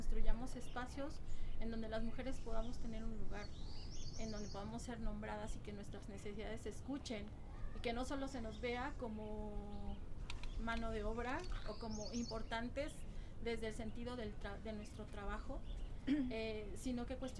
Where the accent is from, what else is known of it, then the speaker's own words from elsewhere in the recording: Oaxaca, Mexico; moved away as an adult; now in Mexico City, Mexico; de Oaxaca, en la parte del Valle de Tehuacán.